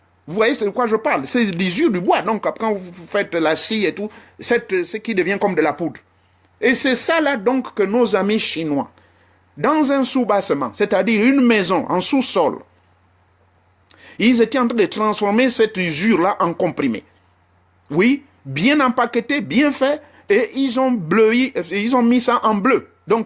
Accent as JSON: {"language": "French", "country": "Gabon", "lives_now": "Europe", "said": "c'est pas comme chez nous au Gabon."}